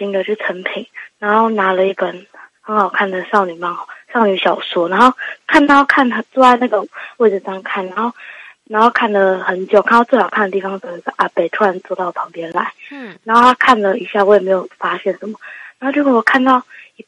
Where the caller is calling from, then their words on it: Taipei, Taiwan; 嗯，我是台北的美人鱼